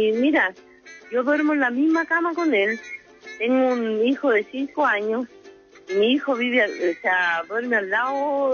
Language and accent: Spanish; Santiago, Santiago Metropolitan Region, Chile; Yo soy de Santiago.